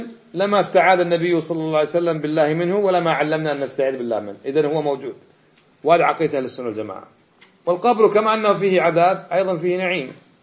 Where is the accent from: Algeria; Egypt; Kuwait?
Kuwait; من الكويت، وطالب في جامعة الإمام في القصيم